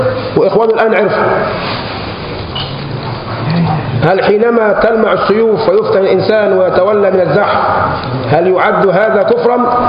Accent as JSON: {"language": "Arabic", "country": "Egypt", "said": "احنا كشعب مصري شعب مغلوب بالعاطفه، مهزوم بالعاطفه."}